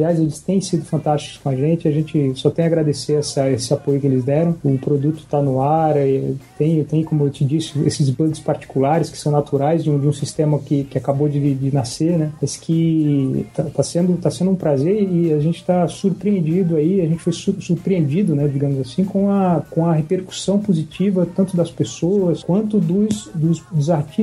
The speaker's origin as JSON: {"language": "Portuguese", "region": "Paraíba", "country": "Brazil", "moved": "yes", "lives_now": "São Paulo, Brazil", "said": "da Paraíba, de onde eu sou, o João Paulo também, a gente é natural de lá, eu moro em São Paulo há algum tempo."}